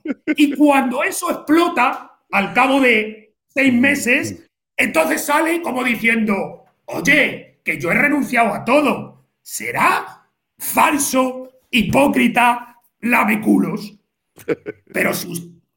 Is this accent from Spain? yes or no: yes; Spain; yo creo que ya no somos los españoles de la época de mis padres, traumatizados por la dictadura, la guerra y todo eso.